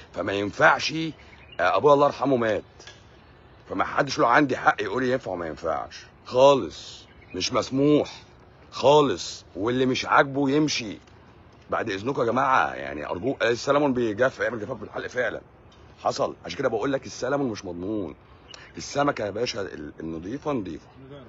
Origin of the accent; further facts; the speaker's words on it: Egypt; اللي عندنا في مصر